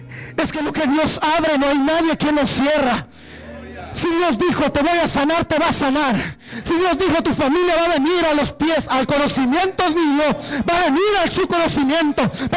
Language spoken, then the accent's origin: Spanish; Guatemala; moved away; El recuerdo que yo tengo cuando yo me vine de Guatemala, soy de Guatemala.